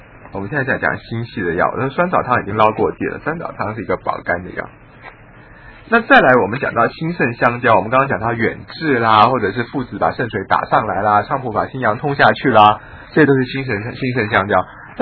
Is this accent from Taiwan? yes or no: no; China; 我们中国人的春夏长夏秋冬这个顺序，对不对？